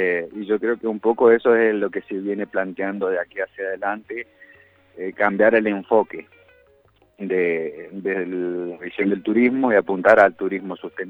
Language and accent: Spanish; Argentina; que es lo que nos da esas características como argentinos